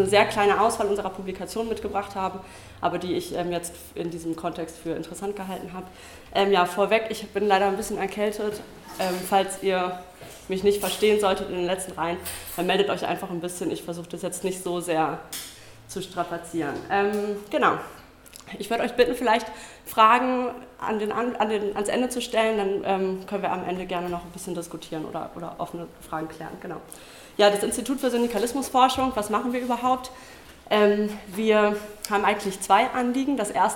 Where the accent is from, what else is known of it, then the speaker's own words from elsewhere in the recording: Mainz, Rhineland-Palatinate, Germany; ich komme aus Mainz